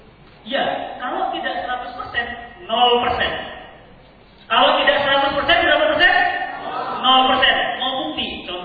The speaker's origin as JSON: {"language": "Indonesian", "town": "Medan", "region": "North Sumatra", "country": "Indonesia", "tie": "born or raised there", "said": "tahun 79 di Medan. Ibu saya Solo, bapak saya Sunda. Lahir dan besar di Medan."}